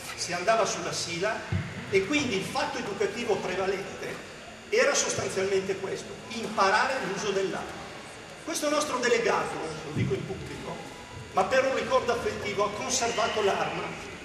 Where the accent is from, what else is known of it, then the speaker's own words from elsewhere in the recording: Abruzzo, Italy; Io non sono calabrese, sono abruzzese d'origine, trapiantato.